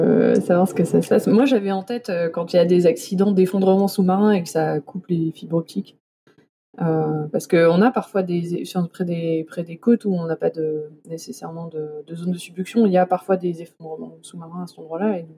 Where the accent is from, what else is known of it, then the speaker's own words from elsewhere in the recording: France; je trouve qu'en tant que Français, c'est vraiment ridicule.